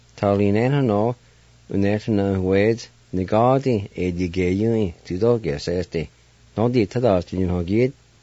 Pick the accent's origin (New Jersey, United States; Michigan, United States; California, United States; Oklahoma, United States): Oklahoma, United States; Jay; now in Tahlequah, United States; the things I remember while growing up around the Jay area and to the present time here in Tahlequah.